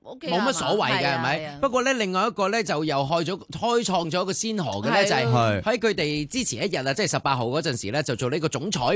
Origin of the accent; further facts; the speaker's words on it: Hong Kong; 作为香港人啊